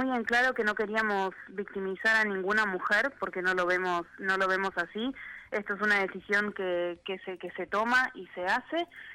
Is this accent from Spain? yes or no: no; Argentina; yo soy la única argentina del grupo